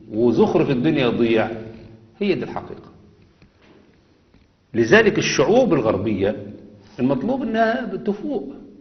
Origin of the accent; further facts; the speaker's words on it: Egypt; يعني احنا عندنا في مصر على مدار مثلا 30 سنة